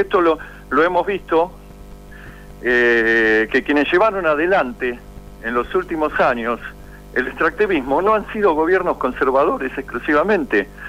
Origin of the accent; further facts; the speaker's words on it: Buenos Aires, Argentina; Soy de Buenos Aires.